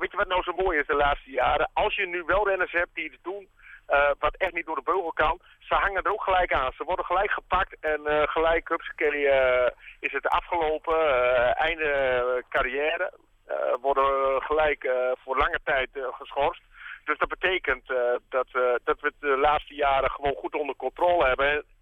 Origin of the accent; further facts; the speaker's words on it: Netherlands; En wij als Nederlanders weten dat natuurlijk ook wel.